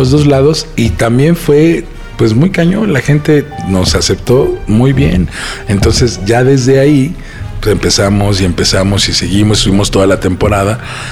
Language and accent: Spanish; Mexico City, Mexico; somos de Portales, toda la vida hemos estado ahí, pues qué mejor que tener un lugar en tu colonia